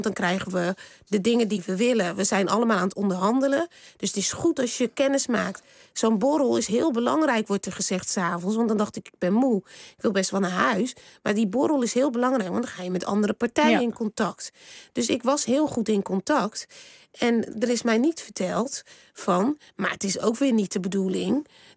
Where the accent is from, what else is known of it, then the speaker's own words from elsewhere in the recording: Rotterdam, South Holland, Netherlands; Ik kom uit Rotterdam.